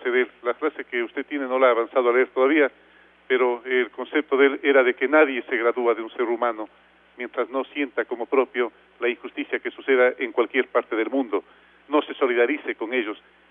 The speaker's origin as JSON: {"language": "Spanish", "country": "Ecuador", "said": "porque esos somos los ecuatorianos, seres de gran corazón."}